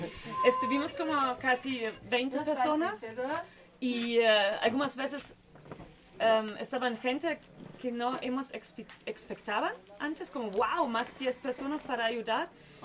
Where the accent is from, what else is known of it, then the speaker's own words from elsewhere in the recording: Germany; Spanish is a second language; De Alemania.